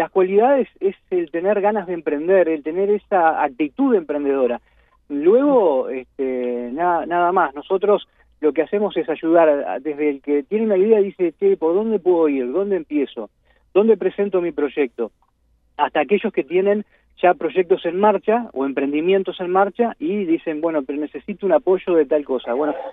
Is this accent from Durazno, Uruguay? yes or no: yes; Durazno, Uruguay; Nosotros nacimos en Durazno, yo vivo en Durazno, soy de Durazno